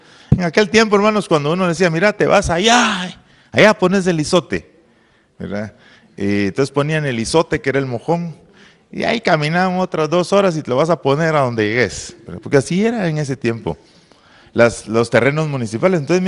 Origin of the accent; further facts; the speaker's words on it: Oriente, Guatemala; yo soy de Oriente, nosotros conservamos un terreno de mi papá